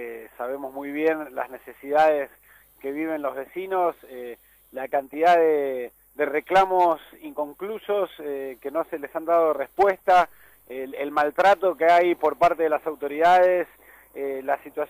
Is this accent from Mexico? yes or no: no; Buenos Aires, Argentina; nosotros decimos que sí, que somos todos porteños, no importa de dónde hayas venido